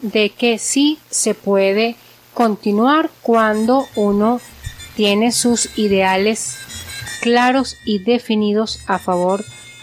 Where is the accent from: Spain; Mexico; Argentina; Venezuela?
Venezuela; porque todos somos connacionales y somos venezolanos. Este país es nuestro